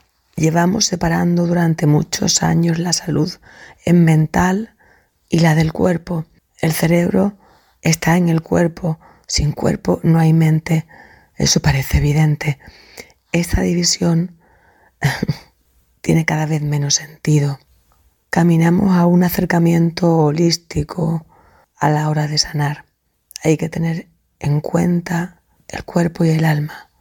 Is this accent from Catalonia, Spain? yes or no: no; Seville, Andalusia, Spain; soy de Sevilla y tengo 61 años.